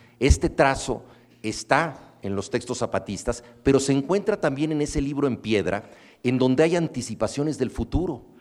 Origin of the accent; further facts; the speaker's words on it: Mexico; como buenos mexicanos, nosotros sabíamos que queríamos darle un rango épico a la impuntualidad